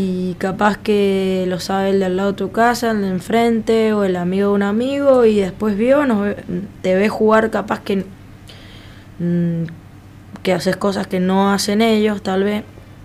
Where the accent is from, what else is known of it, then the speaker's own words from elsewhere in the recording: Argentina; te dicen que por qué somos así los argentinos con los jugadores